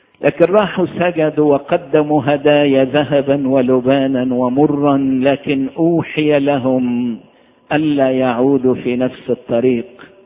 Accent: Egypt; أنا بفتخر إن أنا مصري وفرحان إني أنا مصري

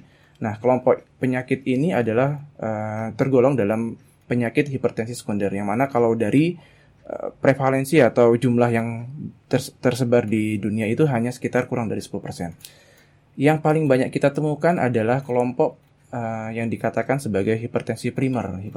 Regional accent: Mempawah, West Kalimantan, Indonesia; now in Yogyakarta, Indonesia; Kalau saya asli dari Kalbar, Kabupaten Mempawa. Kebetulan di Jogja sedang ada kegiatan di sini, pelatihan selama 6 bulan. Dan sementara ini domisili di daerah Deresan.

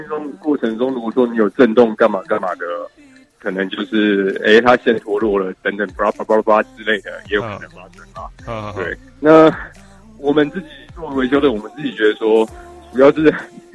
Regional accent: Taoyuan, Taiwan; 我是桃园的软仔

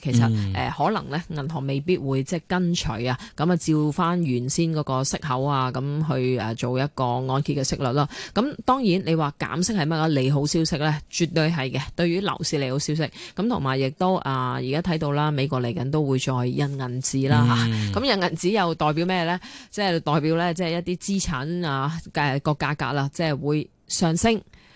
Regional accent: Hong Kong; 我哋香港人嚟噶嘛

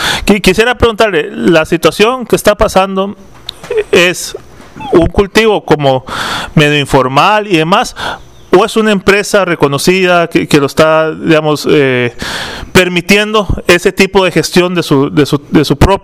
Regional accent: San José, Costa Rica; Para las personas que venimos de la ciudad de San José, tenemos el pecado de no conocer muchas cuestiones.

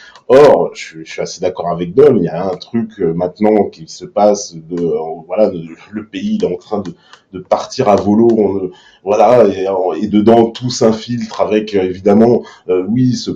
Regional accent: France; ce qui nous cimente, oui, c'est bien d'être français au fond

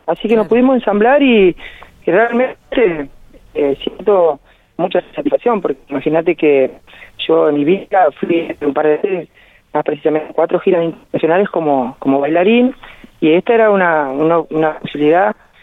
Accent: Argentina; como argentino, estoy muy orgulloso de la Argentina que tenemos

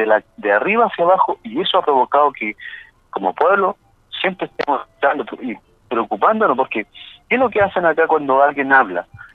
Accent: Chile; nosotros somos los primeros habitantes de Chile. Mi gente, mi pueblo, son los primeros habitantes de este territorio llamado Chile.

